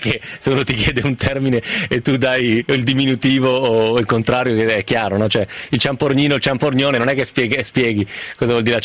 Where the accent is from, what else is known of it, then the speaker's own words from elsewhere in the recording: Novara, Piedmont, Italy; sai che i novaresi come me sono piemontesi un po' spuri, nel senso che non è proprio Piemonte vero